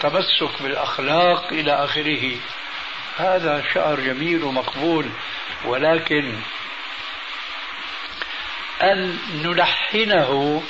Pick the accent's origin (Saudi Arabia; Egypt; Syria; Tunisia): Syria; أول ما شاهدناه عندنا في سوريا لم يكن مع هذه الأناشيد ذكر للدف إطلاقا